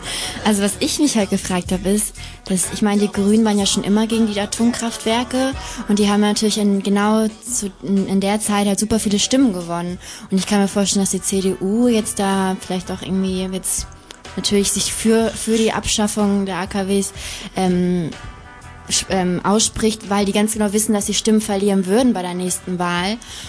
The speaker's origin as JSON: {"language": "German", "region": "Hamburg", "country": "Germany", "lives_now": "Hanover, Germany", "said": "Also ich komme aus Hamburg, aber ich studiere in Hannover."}